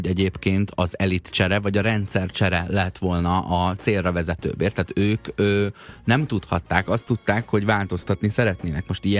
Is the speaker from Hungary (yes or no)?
no; Croatia; Én horvát vagyok.